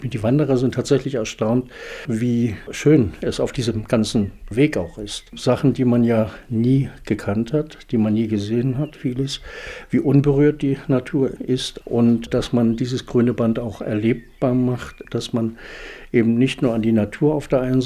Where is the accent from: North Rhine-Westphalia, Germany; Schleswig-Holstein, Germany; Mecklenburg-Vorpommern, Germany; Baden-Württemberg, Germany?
Mecklenburg-Vorpommern, Germany; Dechow; Ich bin aus Dechow, hier in Nordwestmecklenburg.